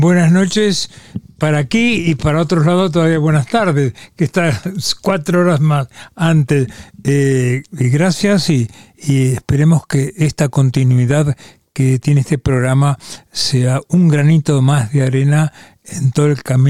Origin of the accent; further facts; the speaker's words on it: Argentina; moved away as an adult; Yo vengo, por supuesto, de Argentina, vivo aquí hace 48 años, creo, 47. Me fui de Argentina por la dictadura militar